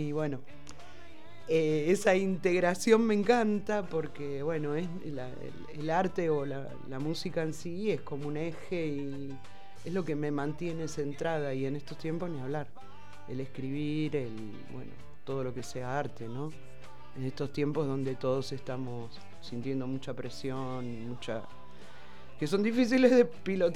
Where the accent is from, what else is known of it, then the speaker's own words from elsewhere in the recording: Buenos Aires, Argentina; yo vengo de Buenos Aires, capital, del centro de la capital. Era un lugar así muy citadino, al extremo. Era un edificio donde vivía.